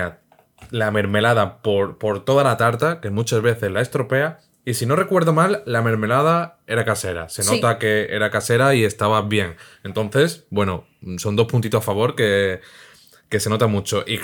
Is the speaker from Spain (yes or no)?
yes; Madrid, Community of Madrid, Spain; Somos de Madrid.